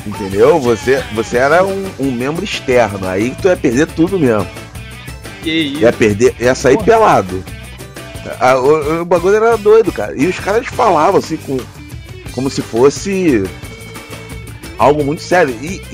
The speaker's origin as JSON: {"language": "Portuguese", "region": "Rio de Janeiro", "country": "Brazil", "tie": "born or raised there", "said": "quando eu era criança, começou aqui no Rio, né, uma tara pela NBA."}